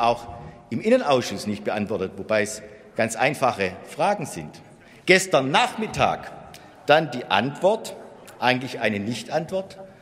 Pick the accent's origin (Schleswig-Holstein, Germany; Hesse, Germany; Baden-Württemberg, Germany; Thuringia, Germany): Baden-Württemberg, Germany; Heilbronn; Impfbus in meiner Heimatstadt Heilbronn wird von militanten Impfgegnern blockiert.